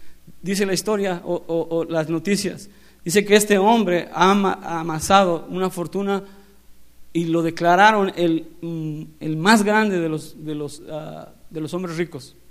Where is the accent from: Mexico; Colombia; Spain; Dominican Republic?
Mexico; somos más mexicanos que el mole.